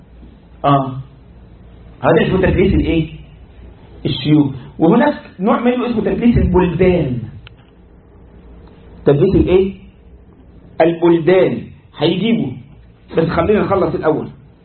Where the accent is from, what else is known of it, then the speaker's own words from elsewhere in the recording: Egypt; now in United States; او واحد عندنا في مصر يقول حدثني بما وراء النهر يقصد نهر النيل